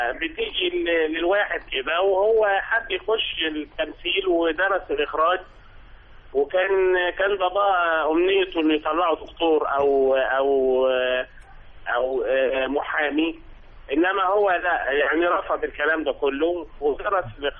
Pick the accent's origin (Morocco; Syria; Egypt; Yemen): Egypt; Minya, Minya Governorate; احنا من المنيا